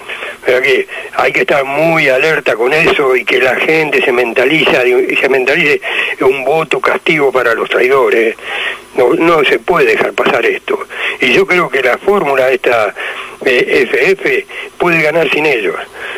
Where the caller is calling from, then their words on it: Monte Grande, Buenos Aires Province, Argentina; de Montegrande.